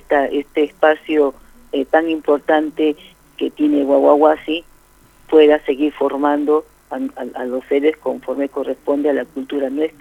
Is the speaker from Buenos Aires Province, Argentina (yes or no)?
yes; La Plata, Buenos Aires Province, Argentina; porque nosotros somos de esta zona, somos de La Plata